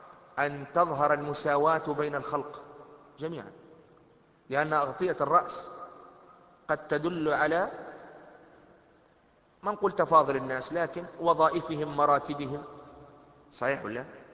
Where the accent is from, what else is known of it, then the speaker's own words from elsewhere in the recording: Tunisia; المظلة السعف هذه المظلة المعروفة عندنا في تونس